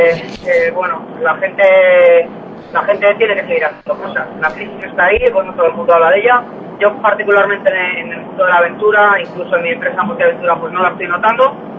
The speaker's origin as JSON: {"language": "Spanish", "town": "Valladolid", "region": "Castile and León", "country": "Spain", "tie": "born there", "said": "Yo soy nacido en Valladolid"}